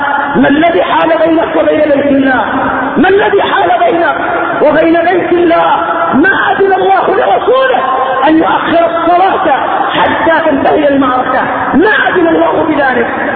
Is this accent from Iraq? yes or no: no; Yemen; قضية الفقراء خصوصا عندنا في اليمن